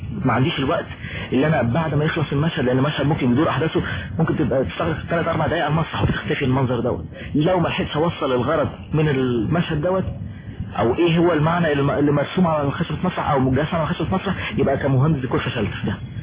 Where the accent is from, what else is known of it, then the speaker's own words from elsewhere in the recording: Egypt; ده انا بعرف عندنا في مصر او في الوطن العربي